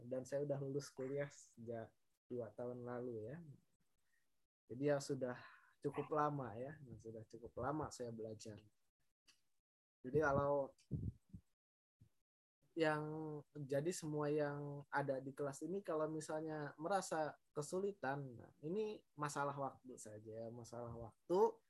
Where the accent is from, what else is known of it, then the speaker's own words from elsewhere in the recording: Bogor, West Java, Indonesia; now in Yogyakarta, Indonesia; asal saya dari Bogor tapi sekarang sedang domisili di Yogyakarta ya, ada suatu keperluan saya jadi tinggal di Yogyakarta sementara ya.